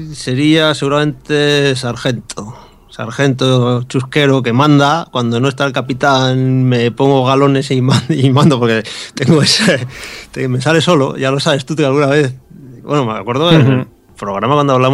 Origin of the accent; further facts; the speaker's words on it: Bilbao, Basque Country, Spain; now in Santiago de Compostela, Spain; yo me vine aquí a Santiago Compostela desde Bilbao, yo soy de Bilbao. Me vine. Y sí, hace ya unos años